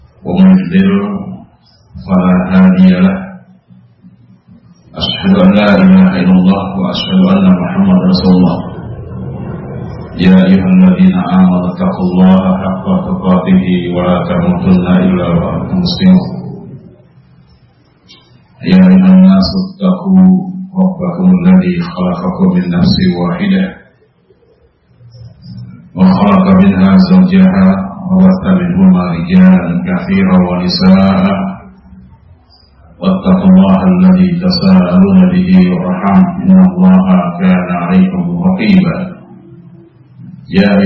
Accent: Jakarta, Indonesia; born there; lahir di Jakarta 28 Mei tahun 60. Jadi sekarang baru 56, mau 57.

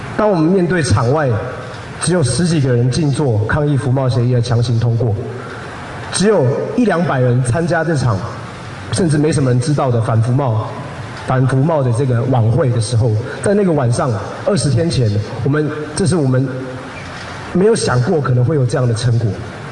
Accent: Taiwan; 也让我们台湾人自己知道，过去几年来，甚至过去400年来

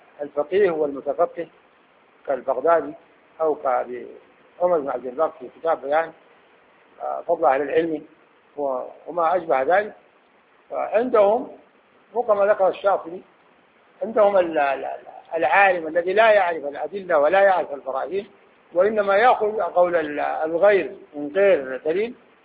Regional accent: Khartoum, Sudan; عندنا في الخرطوم

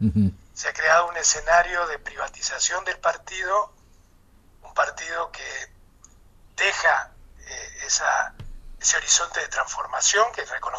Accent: Argentina; moved away as an adult; yo y mucha gente estamos aquí, de los que vinimos de Argentina y de otros países, desde los 80

